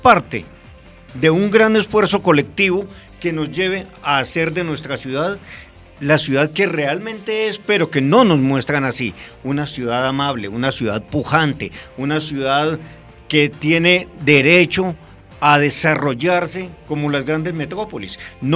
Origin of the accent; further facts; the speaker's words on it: Victoria, Caldas, Colombia; now in Soacha, Colombia; Soy de Victoria Caldas.